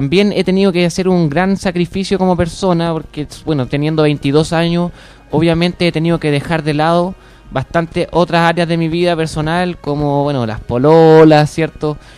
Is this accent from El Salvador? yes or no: no; Chile; me estoy endeudando como todo chileno.